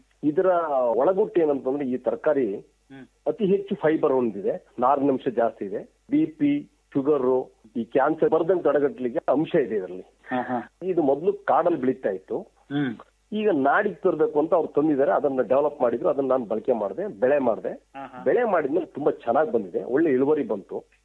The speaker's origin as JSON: {"language": "Kannada", "town": "Palya", "region": "Karnataka", "country": "India", "tie": "born or raised there", "said": "ನನ್ನ ಸ್ವಂತ ಊರು ಬಂದು ಹಾಸನ ಜಿಲ್ಲೆ, ಆಲೂರು ತಾಲೂಕು ಪಾಳ್ಯ ಅಂತ ಹೇಳಿ ನನ್ನೂರು ಅಂತ. ಅಲ್ಲಿಂದ ನಾನು ಮದುವೆನ ಕುಶಾಲನಗರದಲ್ಲಿ ಮಾಡ್ಕೊಂಡೆ."}